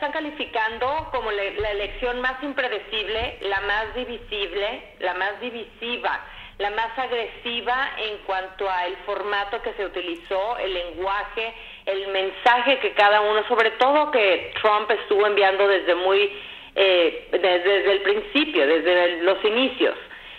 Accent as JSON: {"language": "Spanish", "country": "Mexico", "lives_now": "United States", "said": "soy mexicana viviendo en este país"}